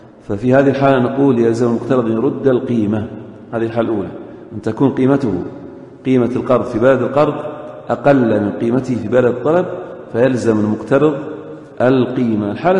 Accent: Eastern Province, Saudi Arabia; مثل مثلا الآن الذين يوجدون عندنا في الشرقية مخالفات

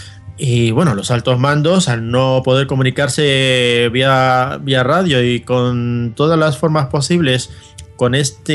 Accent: Arequipa, Peru; mi tierra natal, Arequipa, que es una ciudad maravillosa, que para ubicarnos un poquito, pues se encuentra a 682 kilómetros aproximadamente al suroeste de la ciudad de Lima, la capital de Perú.

